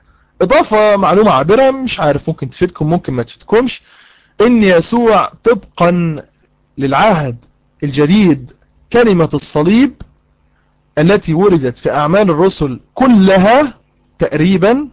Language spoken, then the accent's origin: Arabic; Egypt; احنا عندنا في مصر القاتل بيتعدم